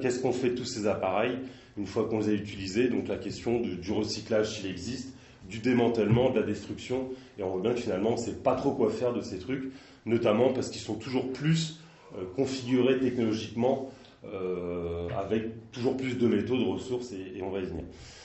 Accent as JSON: {"language": "French", "town": "Nantes", "region": "Pays de la Loire", "country": "France", "said": "parce que moi je suis de Nantes et j'ai tourné un petit peu plus ailleurs"}